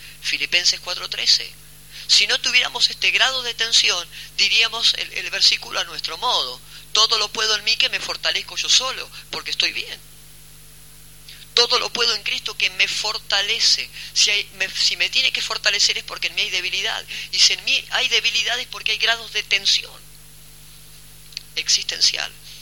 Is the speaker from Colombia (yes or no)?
no; Mar del Plata, Buenos Aires Province, Argentina; cuando nosotros los que somos de Mar del Plata vamos a la playa